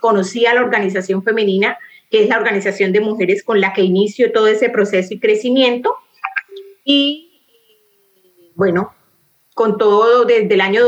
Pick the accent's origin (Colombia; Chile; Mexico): Colombia; Barrancabermeja, Santander; moved away; después de haber salido desplazada de Barranca Bermeja, mi ciudad natal, ciudad de la región del Magdalena Medio